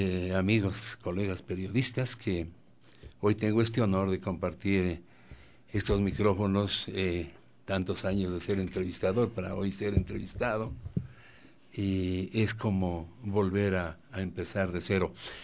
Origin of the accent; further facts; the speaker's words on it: Carchi, Ecuador; born there; núcleo de la provincia del Carchi, provincia donde yo nací